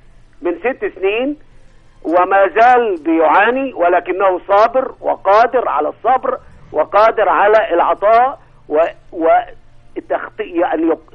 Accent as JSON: {"language": "Arabic", "region": "Upper Egypt", "country": "Egypt", "said": "على سعادتك صعيدي، ولكن حاليا في رحلة الى الجيزة ان شاء الله."}